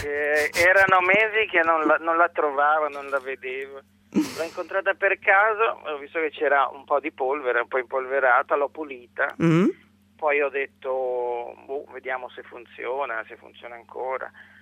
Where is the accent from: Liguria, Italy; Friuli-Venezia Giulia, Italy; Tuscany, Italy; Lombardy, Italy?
Liguria, Italy; Genoa; Il piatto preferito da buon genovese sono i gnocchi al pesto